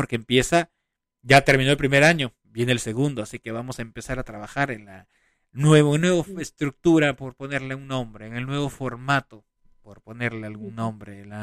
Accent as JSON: {"language": "Spanish", "country": "Peru", "said": "Caras vemos, corazones no sabemos, decimos en mi país. Un fuerte abrazo a mi querida gente del Perú"}